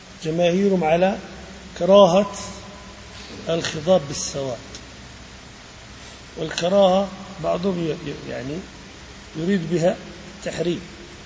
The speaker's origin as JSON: {"language": "Arabic", "town": "Salt", "region": "Balqa Governorate", "country": "Jordan", "said": "عندنا في السلط"}